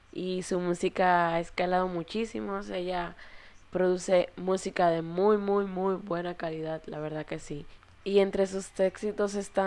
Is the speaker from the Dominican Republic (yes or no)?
yes; Dominican Republic; tienes esa dominicanidad que tanto caracteriza a nosotros como dominicanos